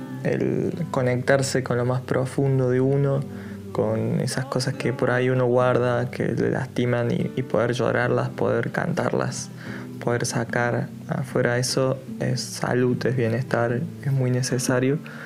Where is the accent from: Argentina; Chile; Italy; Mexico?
Argentina; Salsipuedes, Córdoba; que es acá de Salsi pues, de mi pueblo